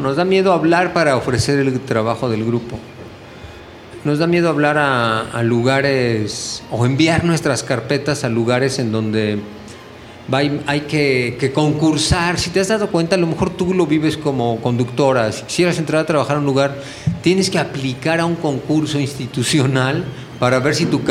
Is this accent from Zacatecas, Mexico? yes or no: no; Mexico City, Mexico; now in Amatlán, Mexico; Pero poco a poco nos fuimos moviendo del DF. Nosotros éramos del DF.